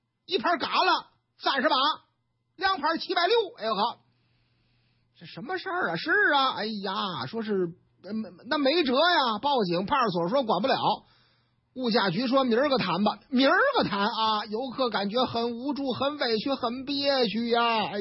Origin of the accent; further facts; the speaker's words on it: Shandong, China; 我们山东人什么时候丢个这个人呢？